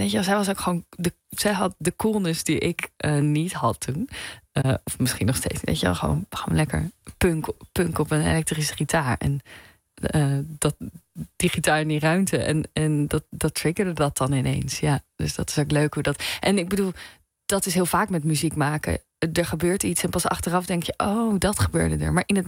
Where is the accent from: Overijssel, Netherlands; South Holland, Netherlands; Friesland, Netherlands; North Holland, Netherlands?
South Holland, Netherlands; Gouda; Ik kom oorspronkelijk uit Gouda, dus vroeger was ik ook wel Rotterdam georiënteerd.